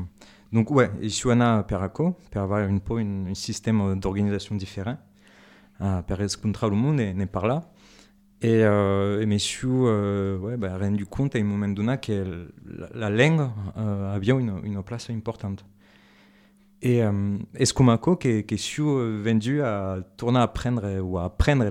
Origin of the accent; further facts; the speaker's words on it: Auvergne-Rhône-Alpes, France; D'Ardèche.